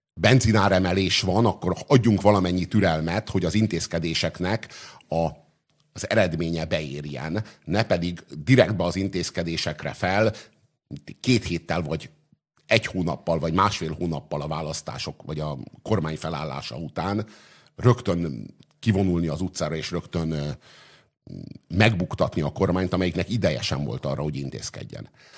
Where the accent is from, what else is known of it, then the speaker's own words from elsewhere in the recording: Budapest, Hungary; Én megtettem egy ajánlatot a budapestieknek, egyrészt azért, hogy a szülővárosomból kihozzuk azt, ami benne